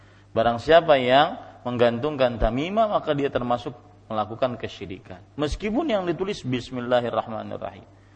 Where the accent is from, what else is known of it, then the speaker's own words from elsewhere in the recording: South Kalimantan, Indonesia; Saya pernah kejadian di kampung saya, di Ratu Jaleha.